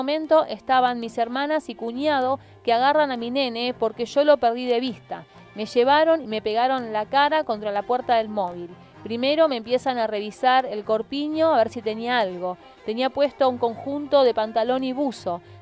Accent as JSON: {"language": "Spanish", "town": "Monte Grande", "region": "Buenos Aires Province", "country": "Argentina", "said": "Yo soy de Monte Grande, del barrio Las Chapitas."}